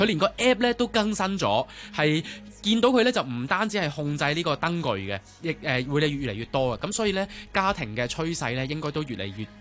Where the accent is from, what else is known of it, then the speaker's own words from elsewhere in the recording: Hong Kong; accent: Hong Kong; 一來我哋香港人講，我哋有我哋嘅港式啲嘅英文或者係個腔調啦，